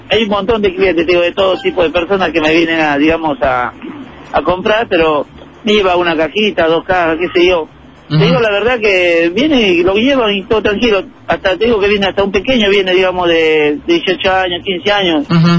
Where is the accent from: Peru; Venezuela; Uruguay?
Peru; now in Argentina; Yo soy de Perú.